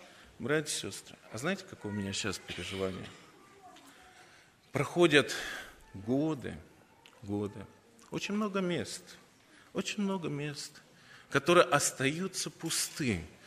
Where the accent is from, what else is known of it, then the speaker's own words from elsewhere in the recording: Saint Petersburg, Russia; Нет, я коренной житель Петербурга был.